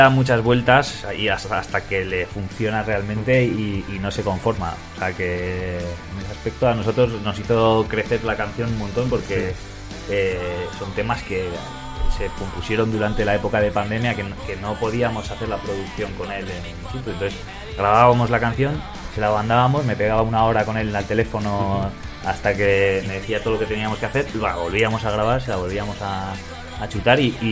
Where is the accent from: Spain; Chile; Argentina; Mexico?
Spain; Logroño, La Rioja; Rodri es de Burgos, yo soy de Logroño, tenemos al batera Edu, que es de Palencia, y luego Carlos el teclas, que es de aquí de Madrid.